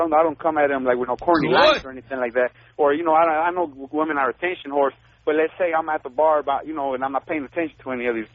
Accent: Los Angeles, California, United States; I grew up in South Central LA.

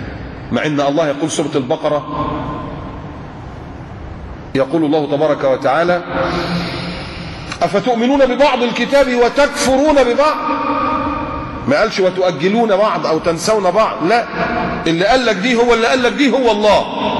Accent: Egypt; moved away; عارف المشروع عندنا في مصر، في بلادنا، المشروع ب 14 راكب السيرفيس ده، او ساعات اللي كان قبل انا ما امشي من

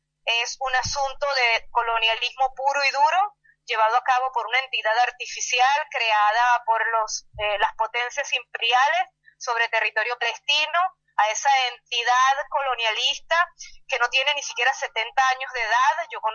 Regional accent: Venezuela; also born or lived in Buenos Aires, Argentina; Yo nací en Buenos Aires, pero mis padres por la dictadura militar tuvieron que emigrar a Venezuela y tengo desde los 5 años viviendo en Venezuela. Yo me siento latinoamericana

